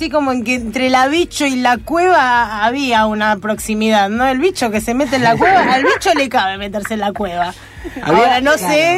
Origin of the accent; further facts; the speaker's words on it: Buenos Aires, Argentina; Yo soy de Caballito.